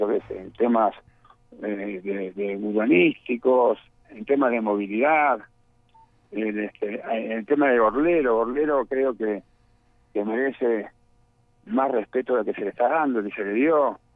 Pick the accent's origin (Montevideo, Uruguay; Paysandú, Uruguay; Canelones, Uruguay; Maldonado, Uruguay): Maldonado, Uruguay; Punta del Este; Yo soy hijo, pero en realidad soy nieto también de Punta del Este.